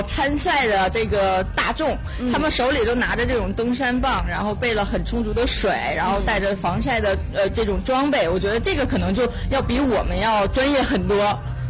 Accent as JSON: {"language": "Chinese", "town": "Benxi", "region": "Liaoning", "country": "China", "tie": "born there", "said": "我是出生在辽宁本溪，本身就是一个山区，然后在北京呢其实大部分都是平原，那么来到了房山"}